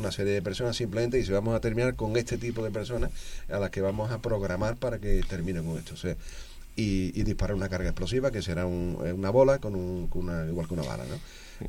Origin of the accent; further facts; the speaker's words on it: Alcalá de Guadaíra, Andalusia, Spain; allí en esto en San Mateo, mi pueblo de Alcalá de Guadaira